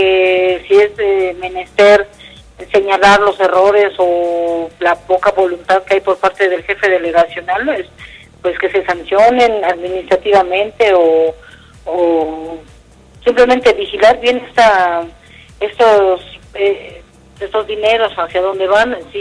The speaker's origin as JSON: {"language": "Spanish", "town": "Xochimilco", "region": "Mexico City", "country": "Mexico", "said": "ya que yo soy de Xochimilco."}